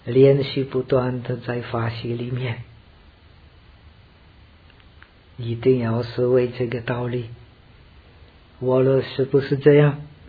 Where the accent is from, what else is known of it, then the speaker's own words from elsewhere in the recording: India; Chinese is a second language; 我是从印度来的，